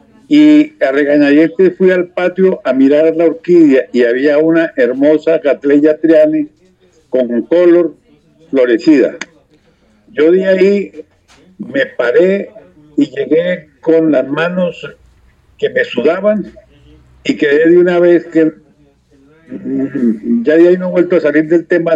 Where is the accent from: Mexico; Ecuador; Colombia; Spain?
Colombia; Barrancabermeja, Santander; yo me crié en Barranca Bermeja, que son 100 metros sobre el nivel del mar.